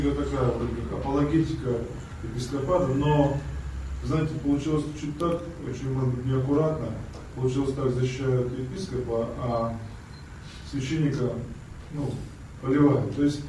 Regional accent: Ozyorsk, Chelyabinsk Oblast, Russia; Я из Озерска, это Челябинская область.

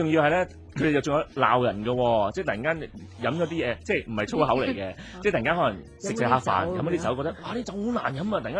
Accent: China; 你又會有作為中國人又會覺得少少心噏嘅

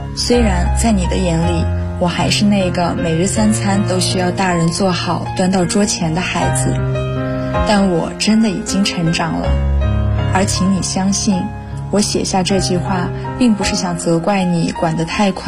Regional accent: Dalian, Liaoning, China; 来自辽宁大连，我在南京大学，距离我的家乡921公里。

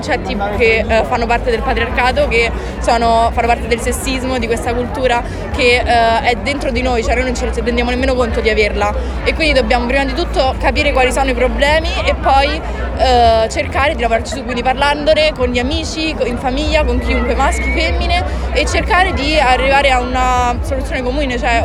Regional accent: Rome, Lazio, Italy

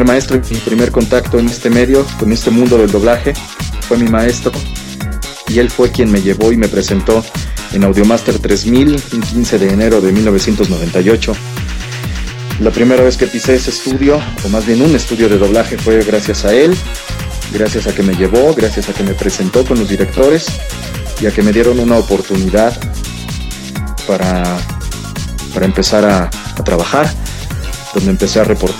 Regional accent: Mexicali, Baja California, Mexico; born there; nació en la ciudad de Mexicali, Baja California Norte, en la República Mexicana, un 11 de diciembre de 1977. En muy corta edad llegué a la Ciudad de México, en la cual ya radico

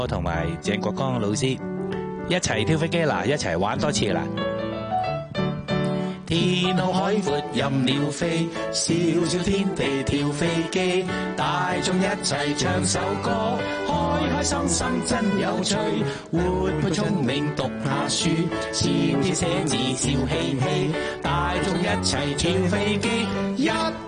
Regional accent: Hong Kong; 为香港乐坛。其实唔净止乐坛，为我哋香港人嘅生活，

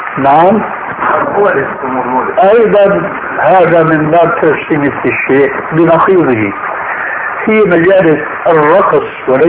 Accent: Syria; اول ما شاهدناه عندنا في سوريا لم يكن مع هذه الاناشيد ذكر للذب اطلاقا

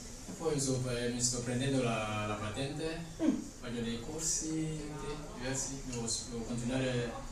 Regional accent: Côte d’Ivoire; Italian is a second language; Io vengo dalla Costa d'Avorio come da lui.

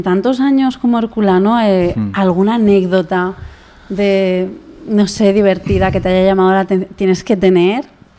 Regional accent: Alicante, Valencian Community, Spain; yo es que soy alicantina.

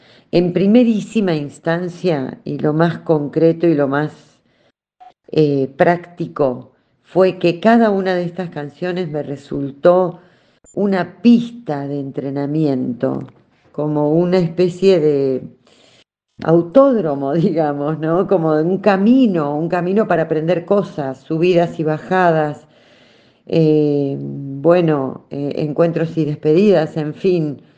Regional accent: Buenos Aires Province, Argentina; Yo soy bonaerense, así que mi folclore bonaerense

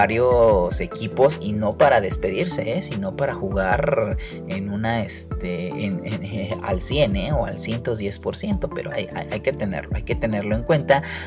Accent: Mexico; como nosotros como mexicanos, se nos olvida bastante que brilló

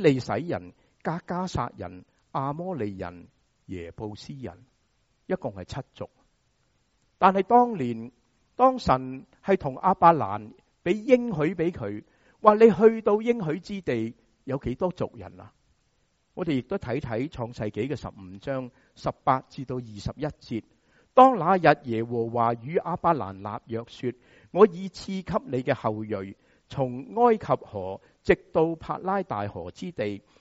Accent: Guangdong, China; 中国人，我们广东人说洗湿了个头

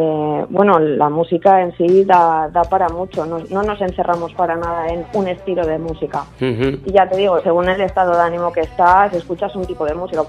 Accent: Castellón, Valencian Community, Spain; Nosotras somos de Castellón y bueno, pues nos gusta tocar música

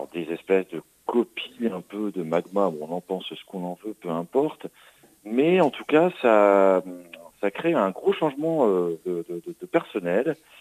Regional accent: Normandy, France; mais parce que je suis normand, alors je suis pas très objectif.

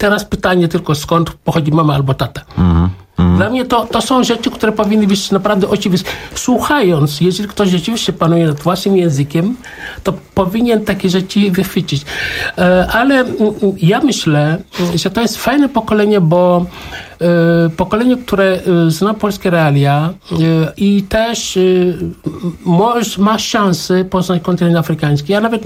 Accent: Senegal; Polish is a second language; now in Warsaw, Poland; ja pochodzę, przyjechałem z Senegalu.

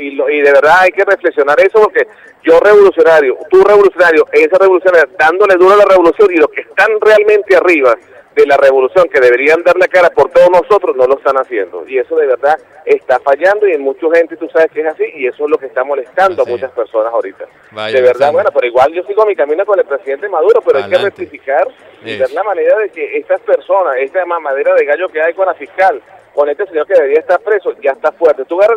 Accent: Venezuela

